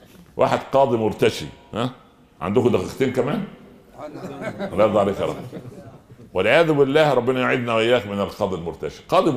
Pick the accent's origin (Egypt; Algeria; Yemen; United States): Egypt; عندنا في مصر اللي يعرفه في بلد على شمال القاهرة شمال الشرق